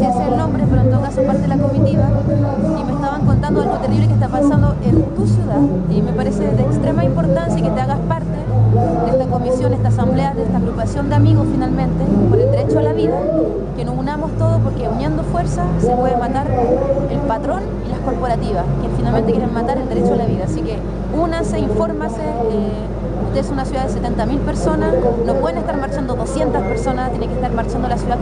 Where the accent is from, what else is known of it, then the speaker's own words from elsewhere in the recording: Santiago, Santiago Metropolitan Region, Chile; Yo sé que soy de Santiago